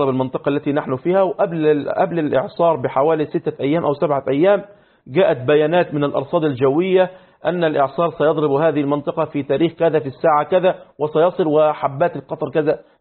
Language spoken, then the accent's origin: Arabic; Egypt; وحصل عندنا في مصر